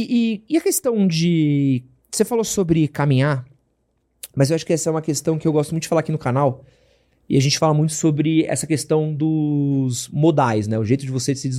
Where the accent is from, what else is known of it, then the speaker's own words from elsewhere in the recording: São Paulo, Brazil; A gente como brasileiro, principalmente paulistano, tem um ódio muito forte ao ciclista